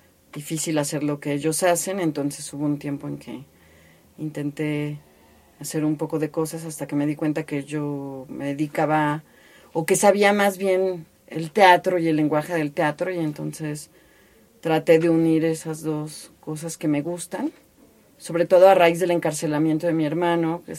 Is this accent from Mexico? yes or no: yes; Tehuacán, Puebla, Mexico; Soy de Tehuacán, en el estado de Puebla, en lo que es la Mixteca Poblana.